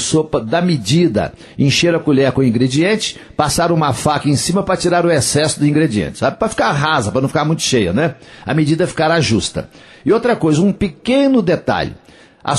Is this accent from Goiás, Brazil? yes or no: no; Coromandel, Minas Gerais, Brazil; lá em Coromandel, nas Minas Gerais, lá na minha terra